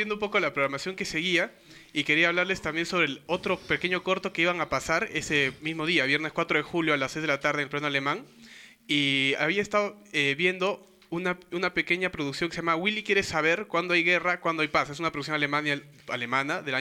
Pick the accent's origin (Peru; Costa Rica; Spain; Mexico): Peru; la que más nos va a interesar como peruanos, como sudamericanos